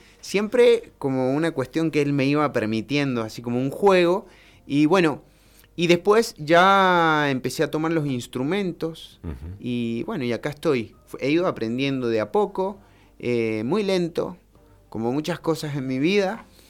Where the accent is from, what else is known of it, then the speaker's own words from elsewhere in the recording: Barriales, Mendoza, Argentina; Yo soy nacido y criado en los Barriales, Junín, y ahora estoy viviendo en San Martín.